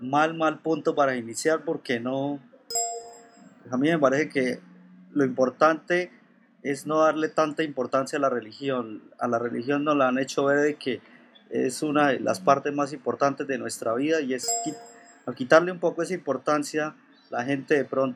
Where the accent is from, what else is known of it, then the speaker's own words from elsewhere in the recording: Colombia; yo creo que todos los que estamos aquí, o por lo menos los que estamos acá, que somos colombianos